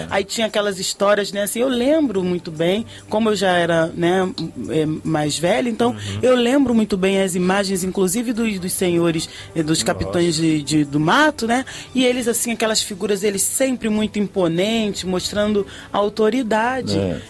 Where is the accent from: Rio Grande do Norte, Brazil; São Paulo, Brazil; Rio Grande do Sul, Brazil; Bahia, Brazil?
Bahia, Brazil; Salvador; now in Rio de Janeiro, Brazil; sou natural de Salvador, vim parar aqui no Rio de Janeiro, inclusive para desenvolver trabalho doméstico